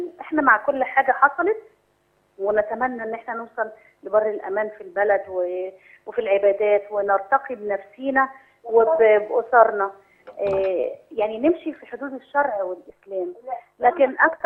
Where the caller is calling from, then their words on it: Alexandria, Alexandria Governorate, Egypt; عندنا في اسكندريه